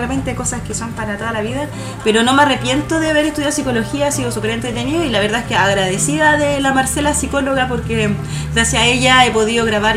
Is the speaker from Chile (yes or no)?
yes; La Florida, Santiago Metropolitan, Chile; also born or lived in Peumo / Talagante; Yo vivía acá cuando pequeña en la Florida, luego nos cambiamos acá como más cercano a Puente Alto y ahí yo me fui a Peumo a vivir, después a Talagante. Peumo, la sexta región, por el camino de la fruta